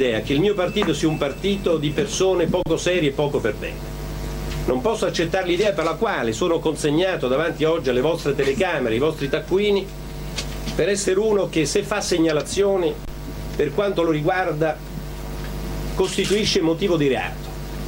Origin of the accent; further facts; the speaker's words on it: Southern Italy, Italy; born there; rivendico il fatto che sono nato qua nel Mezzogiorno